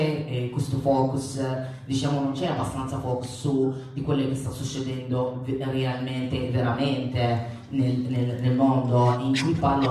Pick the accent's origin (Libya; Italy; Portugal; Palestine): Libya; chi mi conosce sa che vengo dalla Libia